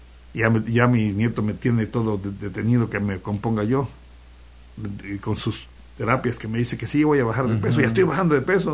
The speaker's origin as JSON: {"language": "Spanish", "town": "Xalapa", "region": "Veracruz", "country": "Mexico", "said": "Soy de Radio UV y soy jalapeño."}